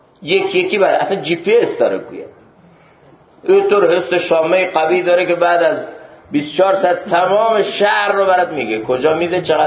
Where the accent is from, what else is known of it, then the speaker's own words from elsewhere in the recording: Iran; من از ایرانم و از یه جای دیگه است.